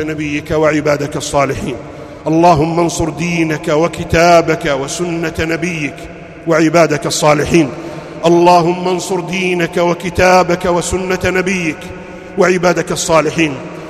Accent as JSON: {"language": "Arabic", "country": "Saudi Arabia", "said": "أن يحفظ بلادنا المملكة العربية السعودية"}